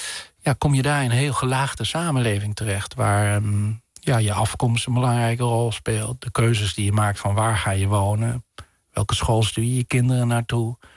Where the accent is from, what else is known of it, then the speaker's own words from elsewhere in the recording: Netherlands; also born or lived in England; vooral toen ik in Engeland woonde, wordt natuurlijk je nationale identiteit heel erg versterkt, je Nederlandse identiteit